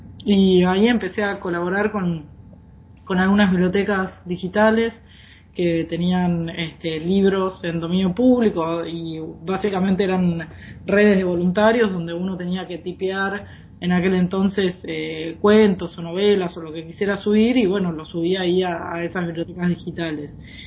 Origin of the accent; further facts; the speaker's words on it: Argentina; Yo soy de Argentina.